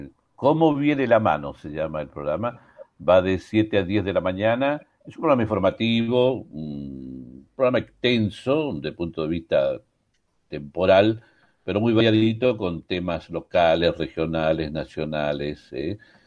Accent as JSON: {"language": "Spanish", "country": "Chile", "said": "yo soy chileno"}